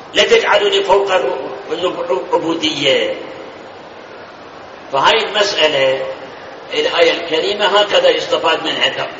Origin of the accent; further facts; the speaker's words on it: Iraq; الآن هم اللي هذول يسموهم عندنا بالعراق جماعة الصبة، سامعين الصبة؟ ها؟ بالناصرية موجودين، سوق الشيوخ موجودين